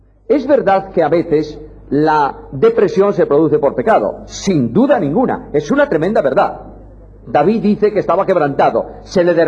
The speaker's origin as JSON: {"language": "Spanish", "region": "Galicia", "country": "Spain", "said": "Y yo, como gallego, buen gallego, el gallego es un hombre que a una pregunta contesta con otra pregunta."}